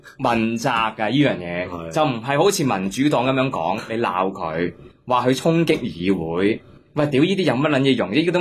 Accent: Hong Kong; 跟住我哋香港人咧。就香港就变成焦土

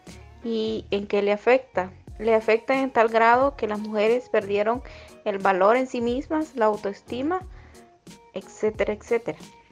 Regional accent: Siguatepeque, Comayagua, Honduras; soy de Aguas del Padre, Siguatepeque, Comayagua.

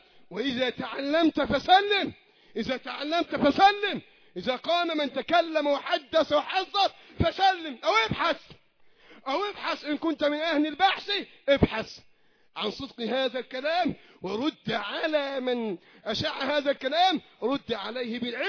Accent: Egypt; اللهم احفظ بلدنا مصر وسائر بلاد

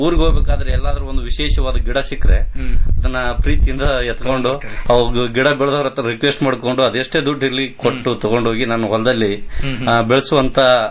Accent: Venkatapura, Karnataka, India; Sir, ನಮ್ ಸ್ವಂತ ಊರು ಕೊಪ್ಪಳ ಜಿಲ್ಲಾ ಕುಷ್ಟಗಿ ತಾಲೂಕು ವೆಂಕಟಾಪುರ ಗ್ರಾಮ ಅಂತ.

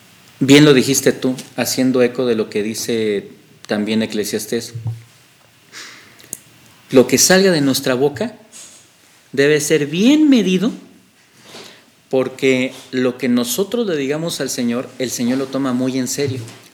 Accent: Mexico; Perdóname la expresión, soy mexicano, lo voy a usar y yo creo que los mexicanos lo vamos a entender.

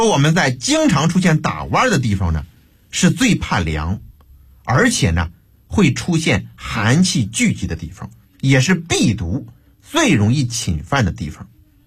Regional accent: Beijing, China; 我们北京人呢还喜欢吃这个羊蝎子

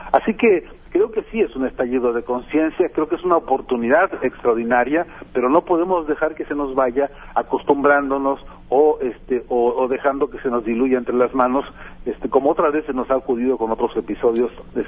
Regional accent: Mexico; ¿cómo no vamos a saber qué hacer ante eso los mexicanos que somos hijos de Emiliano Zapata, ¿no?

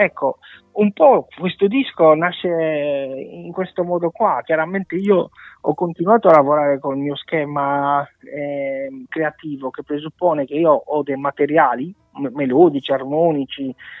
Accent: Sardinia, Italy; nel mio caso, visto che sono sardo, dell'età nuragica

